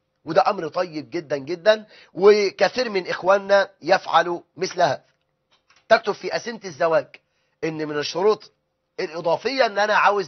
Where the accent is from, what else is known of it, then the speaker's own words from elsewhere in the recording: Egypt; وده الغالب عندنا في مصر